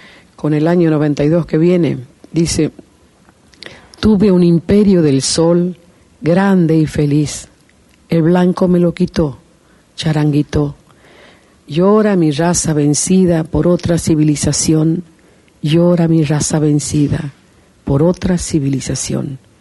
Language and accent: Spanish; Tucumán, Argentina; born there; also born or lived in Mendoza / Uruguay; Para mí Tucumán significó donde yo nací, donde están mis hermanos, donde ha muerto mi papá, donde supongo que descansaré yo finalmente después de tantas giras.